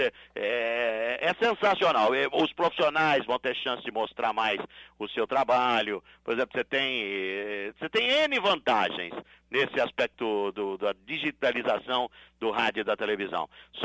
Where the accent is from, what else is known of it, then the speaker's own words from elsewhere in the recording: Sorocaba, São Paulo, Brazil; born there; eu nasci em Sorocaba, rapaz, uma cidade, uma família simples